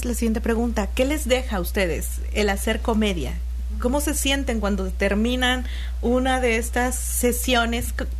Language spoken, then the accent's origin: Spanish; Xalapa, Veracruz, Mexico; aquí los que somos de Jalapa tenemos mucho esa costumbre de, en lugar de decir da vuelta a la derecha o da vuelta a la izquierda, decimos es voltea para arriba, voltea para abajo.